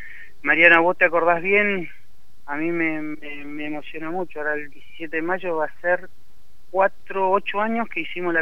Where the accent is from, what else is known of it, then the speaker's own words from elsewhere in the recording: Argentina; Es todo, somos argentinos.